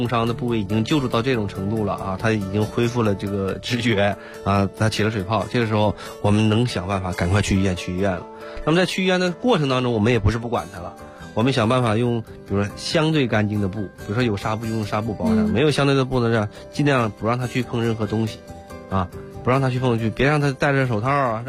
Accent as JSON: {"language": "Chinese", "region": "Northeast China", "country": "China", "tie": "born or raised there", "said": "你比如说我小的时候这个又在东北长大"}